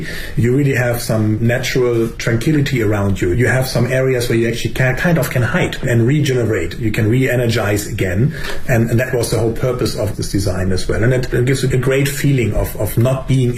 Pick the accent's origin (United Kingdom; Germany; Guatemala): Germany; I mean, I'm from Germany. We also don't have bamboo.